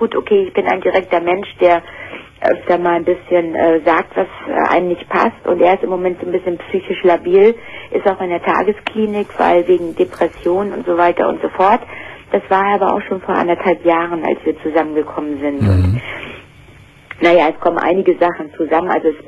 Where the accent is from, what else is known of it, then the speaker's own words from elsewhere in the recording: Baltic coast, Germany; moved away as an adult; now in North Sea coast, Germany; ich bin von der Ostsee an die Nordsee gezogen und ich fühlte mich halt nicht wohl.